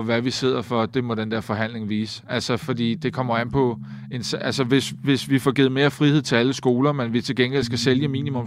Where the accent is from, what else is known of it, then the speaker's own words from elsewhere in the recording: Køge, Zealand, Denmark; Der sagde jeg, at hvis man i Køge, hvor jeg kommer fra, mødte folk